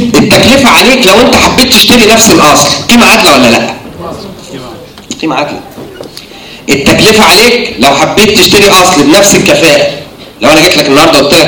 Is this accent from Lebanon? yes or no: no; Egypt; الحاجة الوحيدة اللي احنا قريبة مننا كمصريين في مدخل الدخل